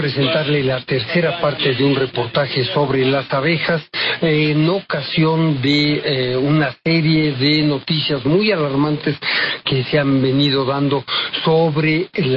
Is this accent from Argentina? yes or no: no; Mexico; ahí tenemos como mexicanos la situación de que estamos entre dos.